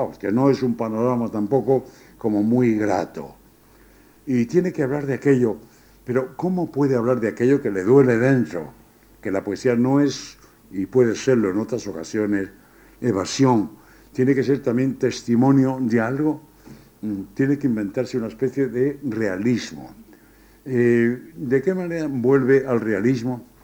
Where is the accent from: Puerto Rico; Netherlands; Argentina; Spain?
Spain; ¿Cómo somos los españoles? Pues bajitos y morenos.